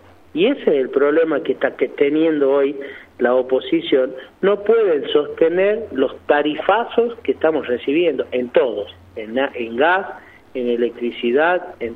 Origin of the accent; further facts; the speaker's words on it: La Rioja, Argentina; la esperanza y el optimismo como riojanos lo tenemos